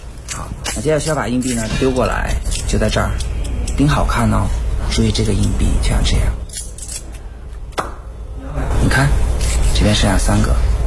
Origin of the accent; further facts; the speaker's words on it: Beijing, China; 我是北京人，